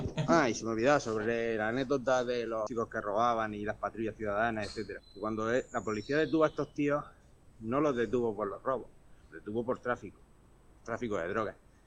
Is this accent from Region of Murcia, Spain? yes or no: yes; Region of Murcia, Spain; born there; yo de donde vivo, un pueblo de 10.000 habitantes, pero tenemos una pedanía que es donde yo nací, de 1.000 habitantes, medio la huerta de Murcia, pues lo típico de gente de campo, de hacer mercados, de pequeñas parcelitas, un pueblo de casa en planta baja y tal.